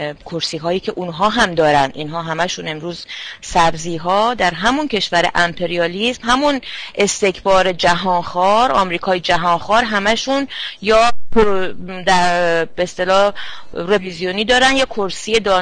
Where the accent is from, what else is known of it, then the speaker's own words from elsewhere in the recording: Iran; من شخصا فکر نمی کنم به عنوان یک ایرانی